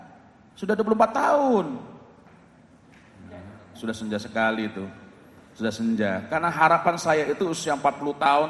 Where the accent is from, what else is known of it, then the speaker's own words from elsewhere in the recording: East Java, Indonesia; Saya ini orang Jawa Timur.